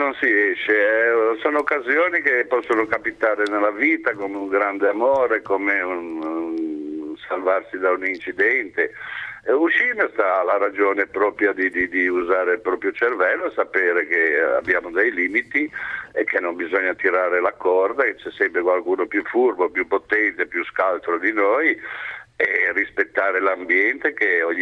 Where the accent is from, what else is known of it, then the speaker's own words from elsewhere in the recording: Genoa, Liguria, Italy; Sono genovese